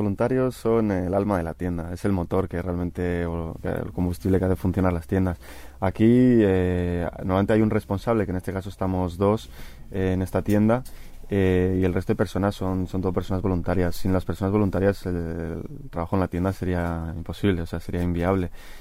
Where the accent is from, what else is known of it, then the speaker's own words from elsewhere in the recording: Bilbao, Basque Country, Spain; Yo soy vasco, soy de Bilbao